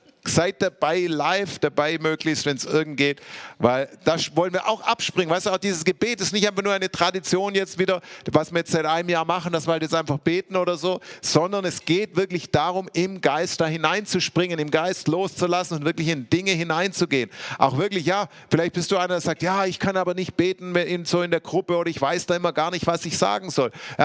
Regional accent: Stuttgart, Baden-Württemberg, Germany; Ich bin ja in Stuttgart aufgewachsen

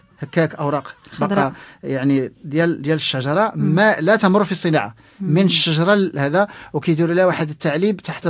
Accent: Morocco; الجوده ديال الشاي اللي عندنا في الجنوب المغربي

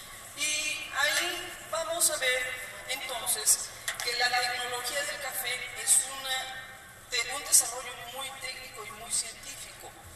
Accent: Huatusco, Veracruz, Mexico; En donde Huatusco, de donde yo vengo, el centro de Veracruz, en ese momento tenía una zona, una comunidad y población

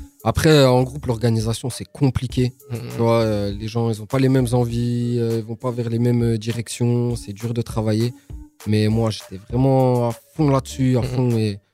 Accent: Audincourt, Bourgogne-Franche-Comté, France; Audincourt.

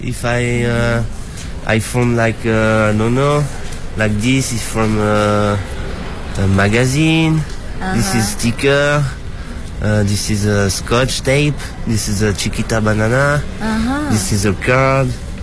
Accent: France; now in Switzerland; I live in Switzerland. I'm from France.

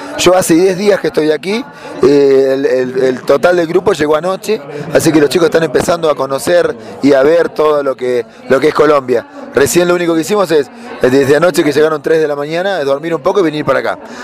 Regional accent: Santa Fe, Argentina; venimos de Argentina, de Santa Fe, Argentina.

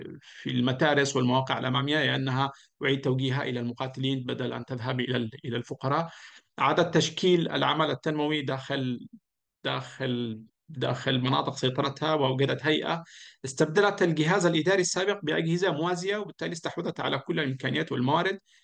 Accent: Taiz Governorate, Yemen; moved away; أشتاق لقريتي المعلقة في الجبال الشاهقة في الحجيرية في اليمن

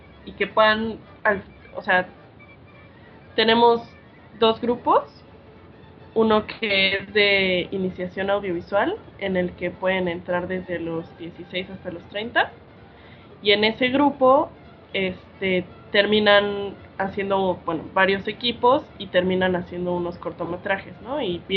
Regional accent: Puebla, Mexico; yo vengo de la ciudad de Puebla, ¿no? Siempre cuento como mi experiencia porque creo que es algo muy importante venir del centro de una ciudad

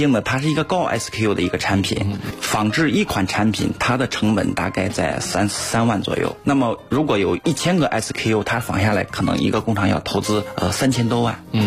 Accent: Beijing, China

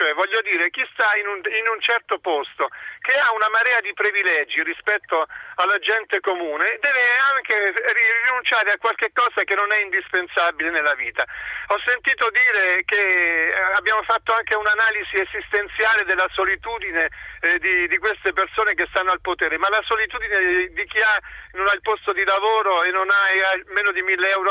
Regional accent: Abruzzo, Italy; questa sorta di solidarietà io come abruzzese l'ho vissuta sulla mia pelle

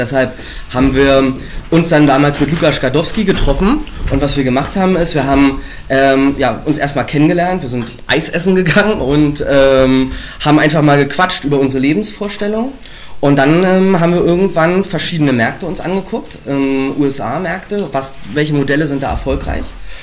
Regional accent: Strausberg, Brandenburg, Germany; Wir kommen aus Strausberg. Dem einen oder anderen wird es was sagen.

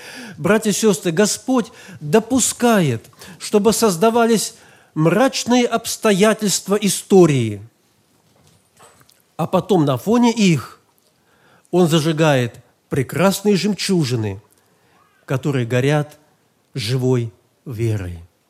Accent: Tomsk, Tomsk Oblast, Russia; в нашем городе, я из Томска, это было в 65-м году

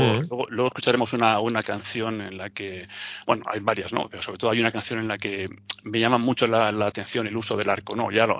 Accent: Barakaldo, Basque Country, Spain; Yo soy de Baracaldo, soy de un colegio con tradición eminentemente baloncestística, soy de Paules

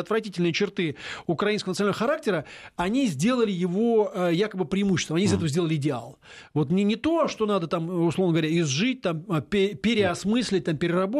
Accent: Moscow, Russia; так, как стопроцентный москаль, как бы, да, вот, это самое. Мало того, что русский, еще и москвич, как бы, коренной

